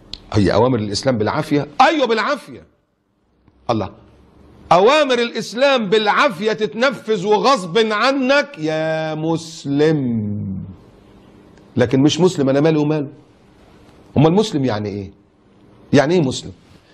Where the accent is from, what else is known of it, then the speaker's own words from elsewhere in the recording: Egypt; مؤتمر السكان اللي كان موجود عندنا في مصر